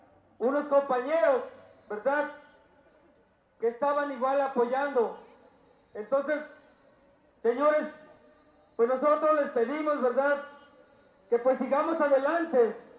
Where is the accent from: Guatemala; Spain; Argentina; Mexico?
Mexico; Entonces, señores, como mexicanos, pues nos corresponde estar ahí en la lucha con ustedes.